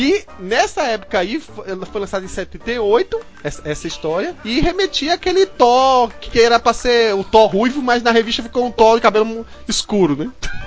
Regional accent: Recife, Pernambuco, Brazil; lá da minha terra natal, Recife, Pernambuco.

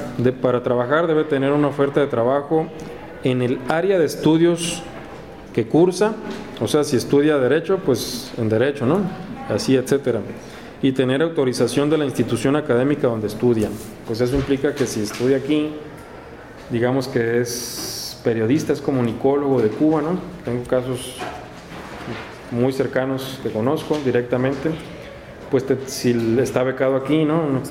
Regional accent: Mexicali, Baja California, Mexico; De Mexicali también, yo soy oriundo de Mexicali, ¿no?

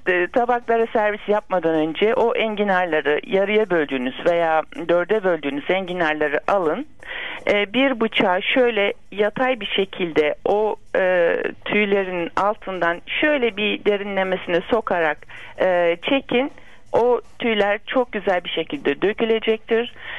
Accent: Bursa, Turkey; Ben Bursalıyım.

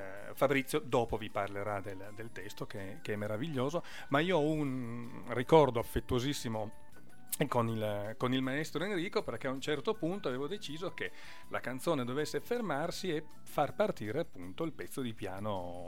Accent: Orbassano, Piedmont, Italy; dalle nostre parti, dalle parti di Torino, d'Orbassano per la precisione

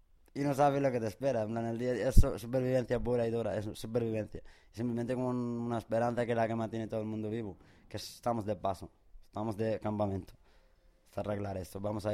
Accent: Western Sahara; also born or lived in Algeria; Sí, yo soy saharaui. Yo nací en los campamentos refugiados saharauis, en Argelia.

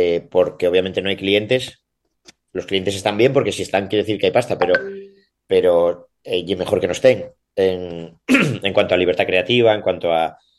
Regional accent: Oviedo, Asturias, Spain; born there; moved away as an adult; also born or lived in Salamanca / Madrid; now in Cantabria, Spain; Nací en Oviedo por estudiar y eso marché fuera. Marché a vivir a estudiar a Salamanca. Luego, por trabajo, viví en Madrid y por casualidades terminé en Cantabria. Entonces, vivo por aquí cerca de Somo, de un pueblín, que hay bastantes olas

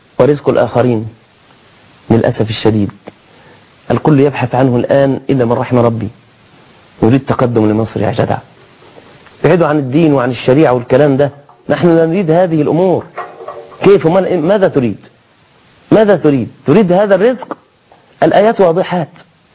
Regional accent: Egypt; ما المانع أن يكون عندنا في مصر مثلا معبد صغير

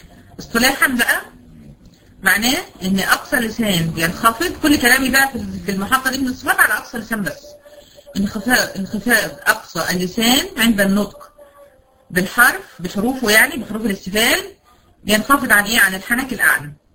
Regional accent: Egypt; زي اللي احنا بنسميها عندنا في مصر الزحليقه بتاعت الاطفال دي

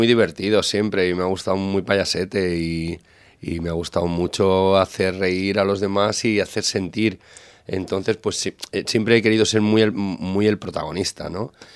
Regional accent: Vilanova i la Geltrú, Catalonia, Spain; en emisoras de pueblo de allí de la comarca donde soy yo, de Vilanovela y Geltrú, en Cubellas.

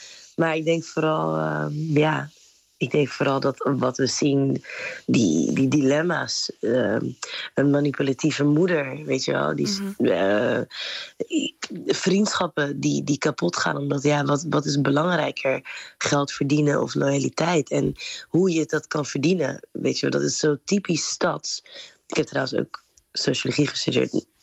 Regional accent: Rotterdam, South Holland, Netherlands; Maar Rotterdam is wel ook een havenstad. Dus ik heb me altijd afgevraagd, ook opgroeiend in Rotterdam

